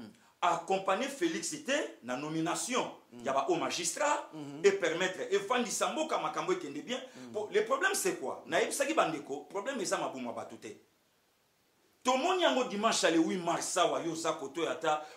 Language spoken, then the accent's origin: French; Équateur, DR Congo; Je suis de l'Équateur, tribu Mongo.